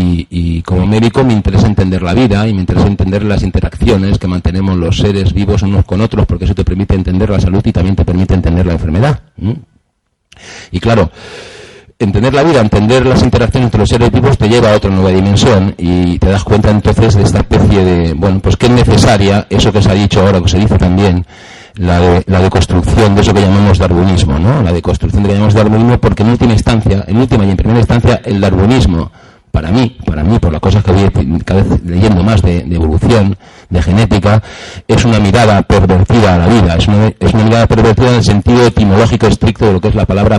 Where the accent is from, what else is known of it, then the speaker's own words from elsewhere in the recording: Region of Murcia, Spain; cerca de mi pueblo, un pueblo que está allí en las orillas del Mar Menor